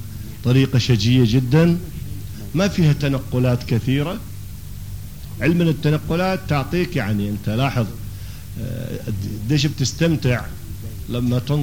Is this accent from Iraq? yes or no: yes; Iraq; accent: Iraqi; اللي هي سكليتر بلهجتنا العراقية أو دعسة البنزين